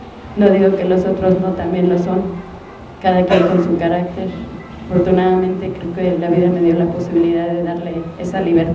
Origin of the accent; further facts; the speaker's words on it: Xochimilco, Mexico City, Mexico; Yo soy de Xochimilco. Cuando yo era chica vivía en Xochimilco y era una zona rural.